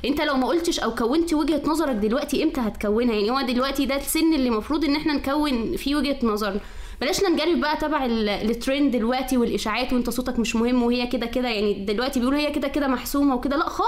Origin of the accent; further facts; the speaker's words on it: Sharqia Governorate, Egypt; انا من الشرقية